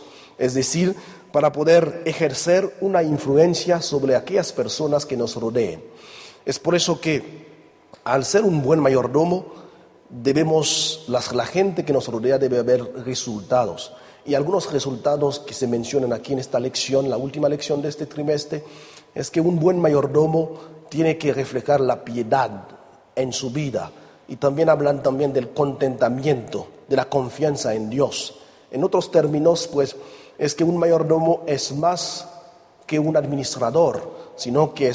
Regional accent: Guadeloupe, France; estudio teología y crecí en una isla del Caribe que se llama Guadalupe.

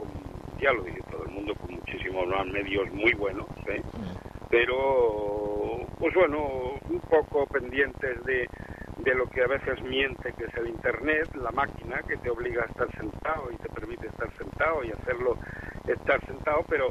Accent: Granada, Andalusia, Spain; Yo soy granadino.

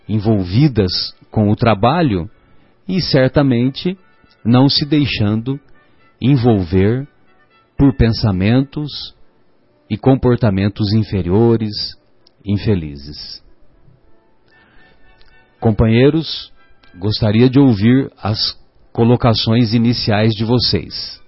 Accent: São José do Rio Pardo, São Paulo, Brazil; Lá em São José do Rio Pardo, de onde eu sou, a terra onde eu nasci

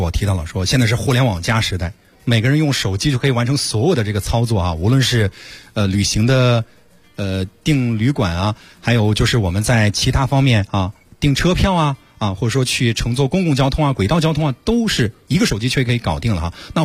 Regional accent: Shandong, China; 我家是山东的啊，我每次坐高铁呢得坐到临近我们县城的另外一个这个县级市的车站

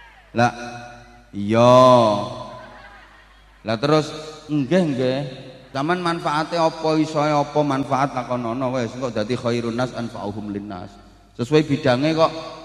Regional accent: Bojonegoro, East Java, Indonesia; Ini versi daerah saya Bojonegoro.

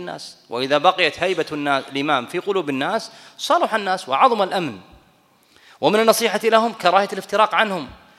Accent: Kuwait; وأنا كويتي في أمريكا،

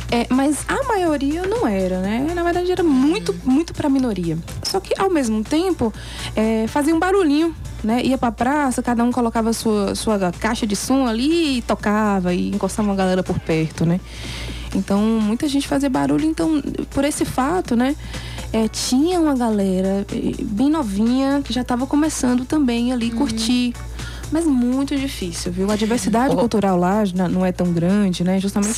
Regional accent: Juvenília, Minas Gerais, Brazil; born there; Porque Carinhanha é ali pertinho da cidade onde eu nasci. Cidade que eu sou natural, Juvenilha.

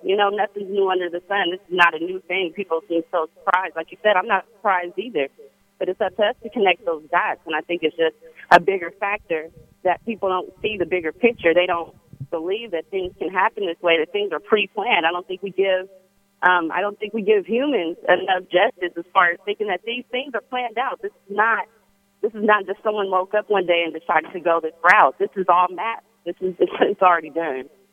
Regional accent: Oakland, California, United States; You know, I'm from Oakland. I'm from the Bay Area.

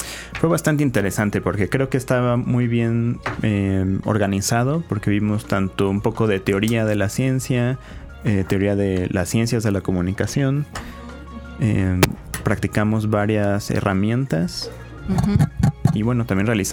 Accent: Mexico; creo que como mexicanos nos encanta reírnos de todo

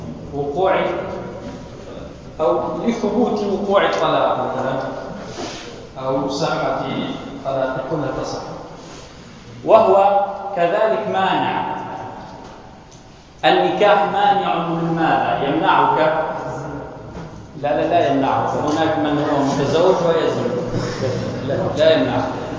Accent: Tunisia; إنه عندنا في تونس مثلا هناك بعض الناس يطلقون نساء لسنا زوجات لهن

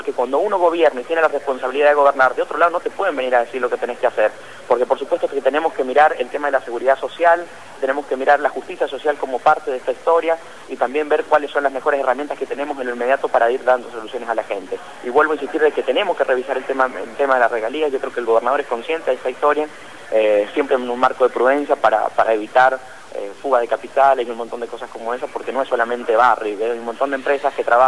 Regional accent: Argentina; mi primer voto como ciudadano argentino lo emití por Néstor Kirchner

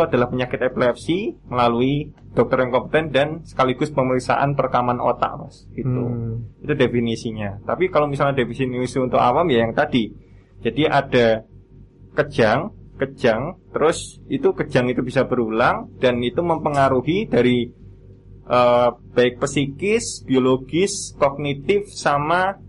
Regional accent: Boyolali, Central Java, Indonesia; now in Yogyakarta, Indonesia; Boyolali, Mas.

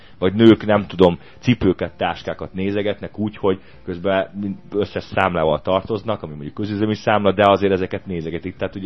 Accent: Budapest, Hungary; városi gyerek vagyok, én Budapesten születtem, 4. körülbelül 15-ben nőttem föl, de szerencsére az ilyen kertvárosi rész voltak, gyümölcsfák

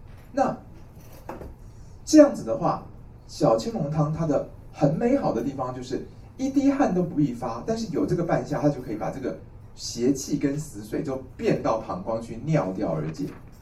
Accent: Taiwan; 我们台湾人说牵丝

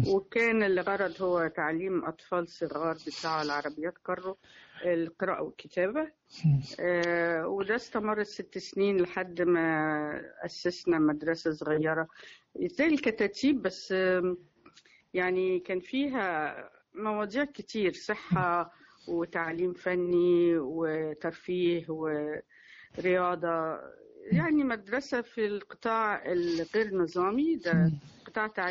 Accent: Cairo, Cairo Governorate, Egypt; moved away as an adult; also born or lived in California, United States; يعني انا اتولدت في القاهره في الاسره السعديه. والدي من الاقصر، والدتي من المنيا، وتربينا في بيت جدي وجدتي اللي هم صعايده من المنيا، بس عشنا هنا في مصر الجديده. وبعدين هاجرت على امريكا بعد ما اتخرجت من جامعه القاهره سياسه واقتصاد،

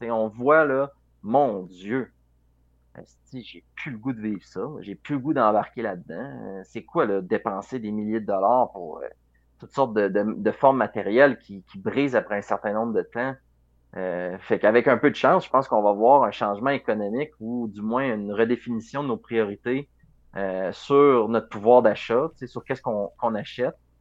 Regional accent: Quebec City, Quebec, Canada; nous, tu sais, on vient de la ville de Québec, mais on n'y habite plus, là.

